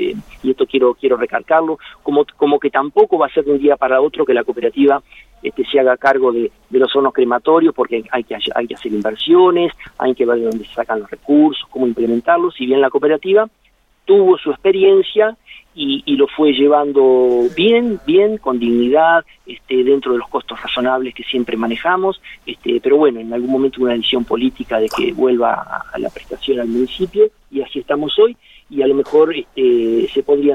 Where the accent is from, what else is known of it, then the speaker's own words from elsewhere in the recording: Douglas, Argentina; yo soy nacido en un pueblo, en Douglas.